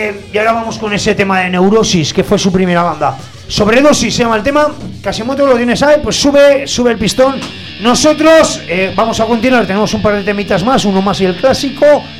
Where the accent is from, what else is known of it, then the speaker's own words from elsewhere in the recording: Aragon, Spain; Somos maños.